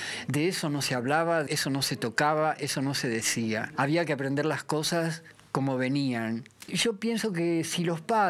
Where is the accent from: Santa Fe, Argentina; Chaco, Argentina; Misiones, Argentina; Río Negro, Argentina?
Santa Fe, Argentina; Rosario; also born or lived in Buenos Aires; soy actor y director de teatro. Soy rosarino, trabajé siempre acá en Rosario, viví la mitad de mi juventud en Buenos Aires, pero aquí empecé a producir, en Rosario. Hace más de 30 años que estoy aquí.